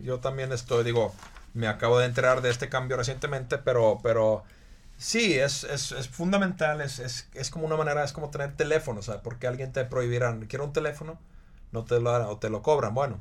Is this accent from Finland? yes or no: yes; Finland; Spanish is a second language; Y yo creo que en mi país, en Finlandia, en nuestro país, la situación podría estar mucho peor.